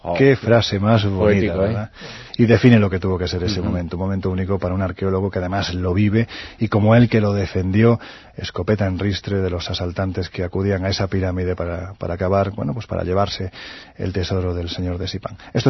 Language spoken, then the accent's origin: Spanish; Jaén, Andalusia, Spain; No de Jaén, mi tierra